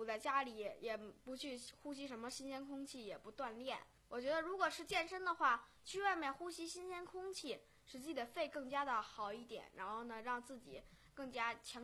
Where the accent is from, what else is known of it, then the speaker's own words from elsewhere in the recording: Beijing, China; 我的老家在北京海淀，首先呢我们老家在那个北京海淀区农科院，